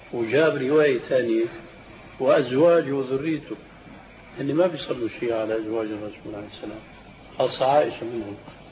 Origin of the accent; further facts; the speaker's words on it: Syria; بيحكوا النكتة عندنا في الشام